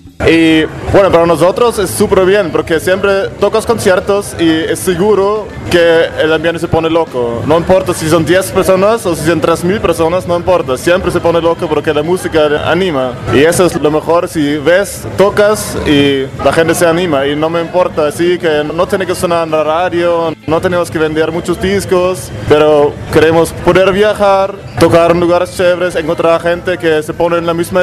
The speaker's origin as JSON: {"language": "Spanish", "town": "Nuremberg", "region": "Bavaria", "country": "Germany", "said": "Creo que más aquí en la parte sur es donde estamos nosotros, somos de Nuremberg, se llama la ciudad."}